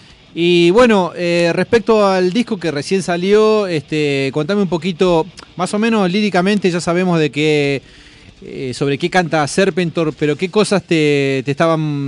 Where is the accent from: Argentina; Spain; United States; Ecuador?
Argentina; Está bien, somos tercer mundo, somos Argentina, todos laburamos, pero siempre dando lo mejor.